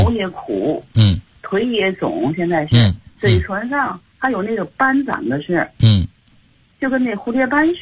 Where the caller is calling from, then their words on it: Tianjin, China; 老师好，我来自天津的学友